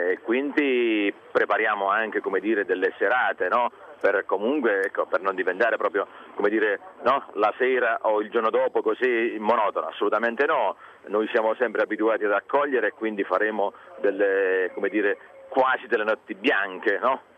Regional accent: Cisternino, Apulia, Italy; born there; sono nato a Cisternino

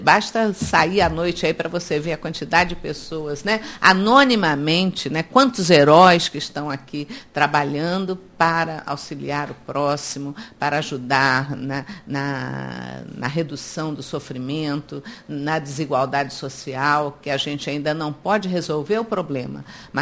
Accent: Brazil; Agora, eu acho que nós, como brasileiros, e particularmente como espíritas, sabemos que ninguém nasce num lugar por acaso.

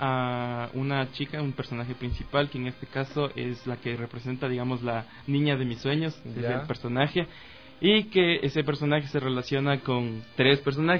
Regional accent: Cumbayá, Pichincha, Ecuador; nosotros somos del Valle en general, somos de por ahí, yo soy de Cumbayá

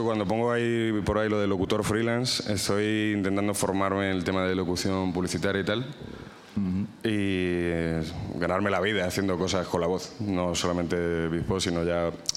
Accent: Extremadura, Spain; Yo, por ejemplo, yo soy extremeño, yo soy de un pueblo de Badajoz.

